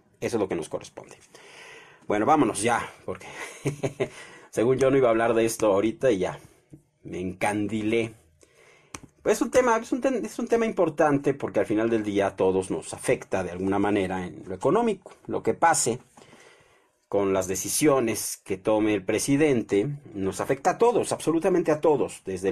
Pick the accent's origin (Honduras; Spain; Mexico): Mexico; Todos somos ciudadanos mexicanos.